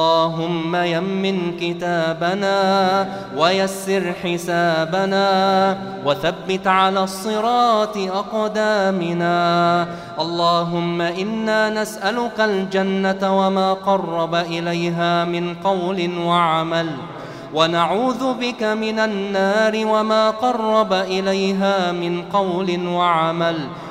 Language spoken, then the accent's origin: Arabic; Egypt; عن بلدنا مصر خاصة وعن سائر بلاد